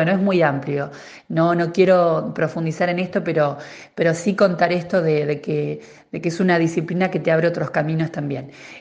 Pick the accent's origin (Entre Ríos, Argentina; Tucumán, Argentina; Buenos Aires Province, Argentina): Buenos Aires Province, Argentina; General Pinto; yo soy de General Pinto, ¿no?